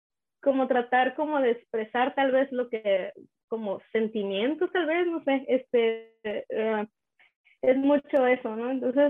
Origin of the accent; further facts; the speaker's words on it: Isla de Cedros, Baja California, Mexico; born there; En un proyecto que tengo de Isla de Cedros, que es el lugar donde yo nací.